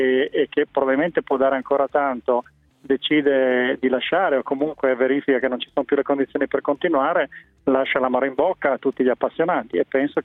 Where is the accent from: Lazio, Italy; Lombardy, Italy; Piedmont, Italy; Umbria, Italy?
Piedmont, Italy; Turin; moved away; Io, essendo torinese, ancorché ormai a Torino non ci viva più da tanto tempo